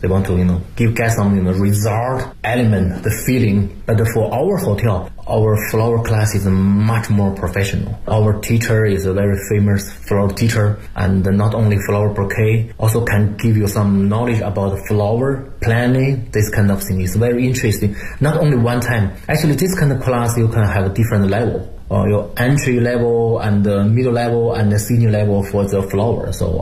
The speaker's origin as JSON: {"language": "English", "region": "Beijing", "country": "China", "said": "I'm from Beijing, I know Beijing a lot."}